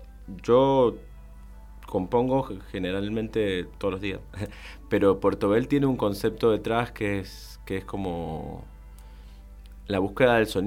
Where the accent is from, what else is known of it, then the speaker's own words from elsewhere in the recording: Colonia Segovia, Mendoza, Argentina; Muy bien de estar acá en Bermejo, mis pagos. O sea, yo soy de Colonia Segovia.